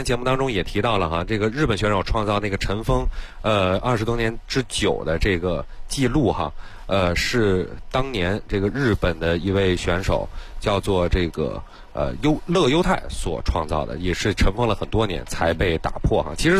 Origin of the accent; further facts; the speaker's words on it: Beijing, China; 按咱们北京人的话来讲，